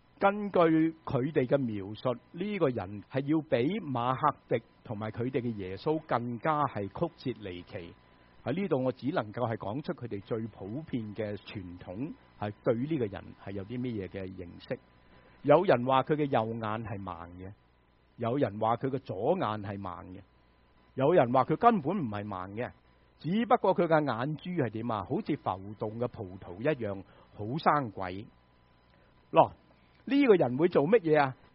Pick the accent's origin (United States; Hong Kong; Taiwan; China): United States; 我们美国人就最认识交税了，是吗？